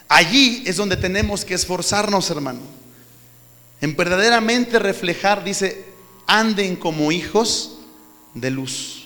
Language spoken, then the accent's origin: Spanish; Mexico; Nuestra cultura como mexicanos es muy pobre.